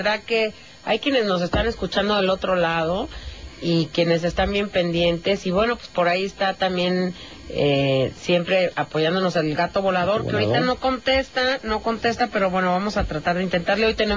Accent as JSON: {"language": "Spanish", "country": "Mexico", "said": "así somos los mexicanos, y nos encanta pues lo simple, también lo sencillo, y lo que es como es."}